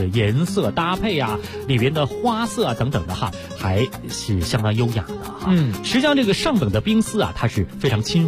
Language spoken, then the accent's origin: Chinese; Beijing, China